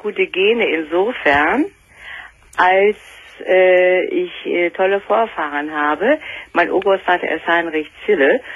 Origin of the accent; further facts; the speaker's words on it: Bad Godesberg, North Rhine-Westphalia, Germany; Ich war auch mal im Rheinland. Meine Heimat war Bad Godesberg.